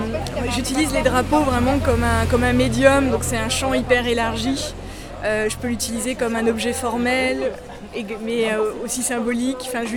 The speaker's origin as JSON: {"language": "French", "region": "Bourgogne-Franche-Comté", "country": "France", "said": "Je suis de Bourgogne, tu vois."}